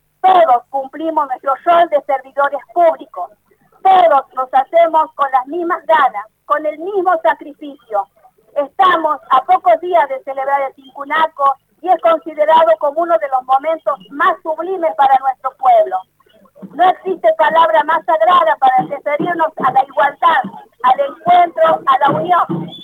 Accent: La Rioja, Argentina; Todos somos riojanos, todos tenemos las mismas necesidades.

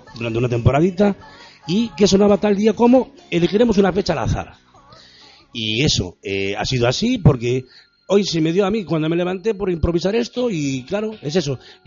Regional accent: Galicia, Spain; now in Lanzarote, Spain; Lanzarote para mí, aunque soy gallego, es ahora mismo mi adopción y yo creo que mi residencia para muy, muy largo plazo.

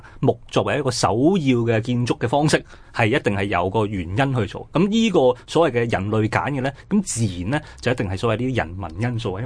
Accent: China; 即系我哋中国人咧成日都讲嘅系，即系德享天年

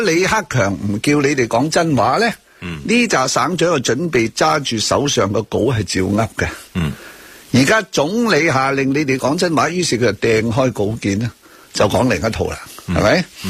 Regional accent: Hong Kong; 我哋香港人都唔关事

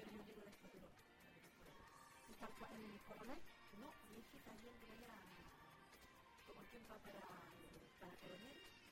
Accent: Coelemu, Ñuble, Chile; No, yo viví en Coelemo, nací en Coelemo, estudié hasta el sexto.

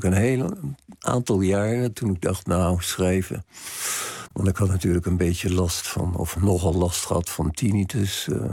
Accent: Rijswijk, South Holland, Netherlands; born there; Want ik ben geboren in Rijswijk... op een van de drukste punten van Rijswijk. Dus dat ben ik altijd gewend geweest.

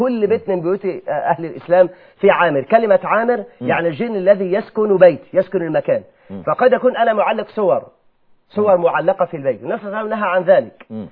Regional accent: Mansoura, Egypt; انا اعرف رجل كان في احد القرى المجاوره لقريتي المنصوره

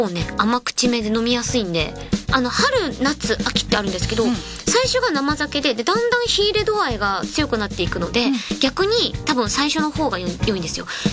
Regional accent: Kitakyushu, Fukuoka, Japan; あ、出身は北九州市です。福岡県北九州ですね。

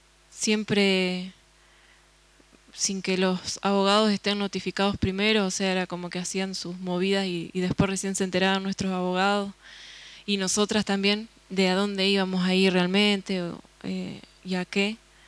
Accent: González Moreno, Buenos Aires Province, Argentina; soy oriunda de González Moreno, que es un pueblo que queda en provincia de Buenos Aires, ya en el límite con La Pampa.

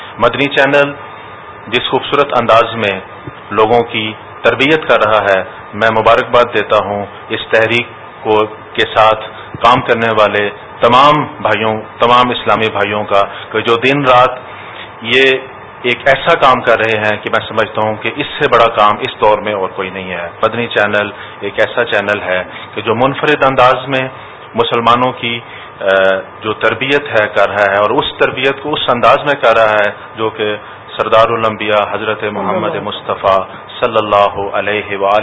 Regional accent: Islamabad, Islamabad Capital Territory, Pakistan; اور میرا تعلق اسلام آباد سے ہے.

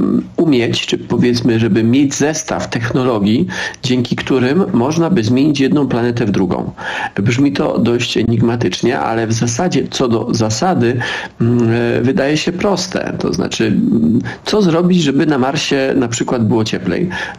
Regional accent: Silesian Voivodeship, Poland; Ja jestem ze Śląska

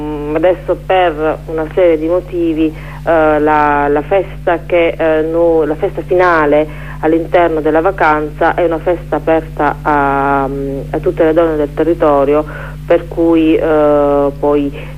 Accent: Apulia, Italy; a parte noi che organizziamo, non sono pugliesi

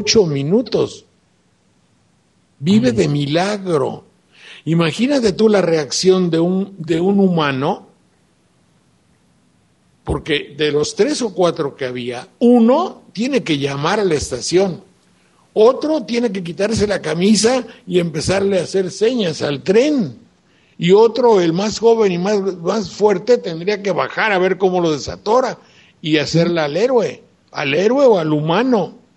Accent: Mexico; imagínate tú, ¿cuándo los mexicanos éramos así?

